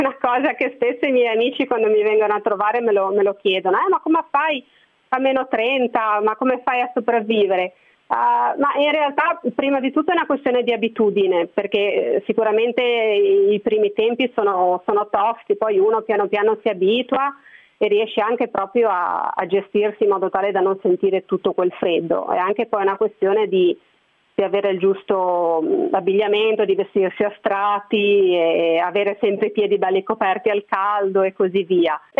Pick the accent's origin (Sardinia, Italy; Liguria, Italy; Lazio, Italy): Liguria, Italy; Genoa; Io sono di Genova, quindi è una città abbastanza grande, insomma anche relativamente caotica.